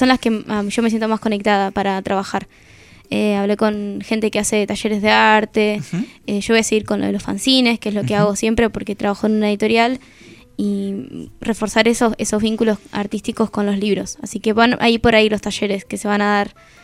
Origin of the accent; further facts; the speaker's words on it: La Plata, Buenos Aires Province, Argentina; born there; Encima ni siquiera de La Plata, o sea, nací en La Plata, pero no viví en La Plata.